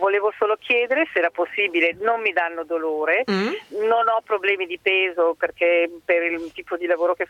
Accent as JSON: {"language": "Italian", "region": "Lombardy", "country": "Italy", "said": "Sì, abbiamo sono del Garda"}